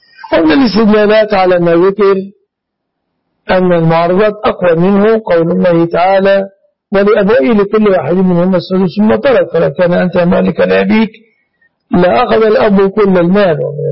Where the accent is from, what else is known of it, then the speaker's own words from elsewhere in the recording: Egypt; هذا يتسمى جمعية عندنا في مصر.